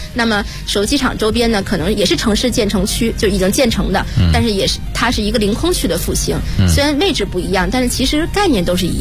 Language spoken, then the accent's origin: Chinese; Beijing, China; 所以我去年是以我长大的这个广内街道